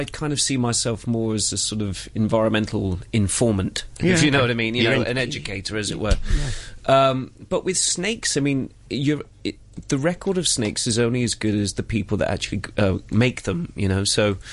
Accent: South West England, United Kingdom; accent: Cornish; I sounded quite Cornish then, didn't I? Hello, belong here. My accent's coming out.

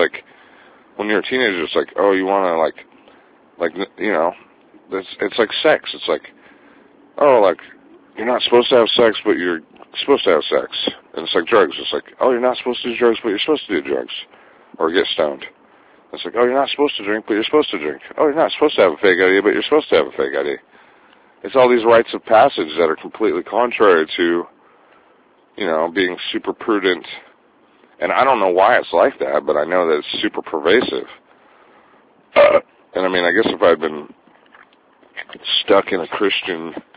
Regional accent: Santa Cruz, California, United States; while I was traveling with my friend, who's from my hometown, Santa Cruz, Sean

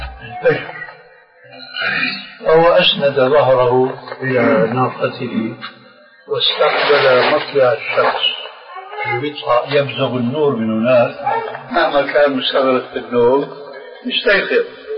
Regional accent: Damascus Governorate, Syria; كما يقول عندنا في الشام

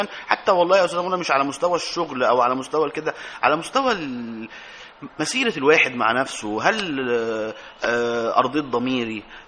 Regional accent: Egypt; طب ما احنا نفسنا كمصريين احنا ما شفناش ده.

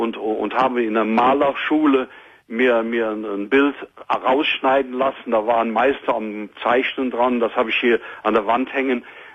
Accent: Cologne, North Rhine-Westphalia, Germany; aber als Kölsche Jung habe ich sehr viel Freunde

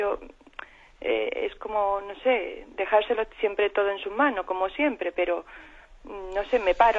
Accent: Málaga, Andalusia, Spain; de Málaga.

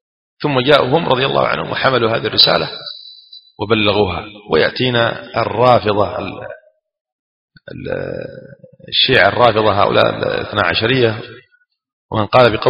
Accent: Aden, Yemen; كما يقولون عندنا في عدن

